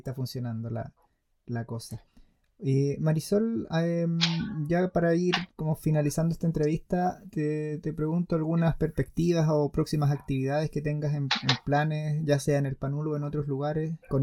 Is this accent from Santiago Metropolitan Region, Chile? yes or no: yes; Santiago, Santiago Metropolitan Region, Chile; yo no vivo en Santiago, el otro día estuve por allá y igual nací y me crié en Santiago.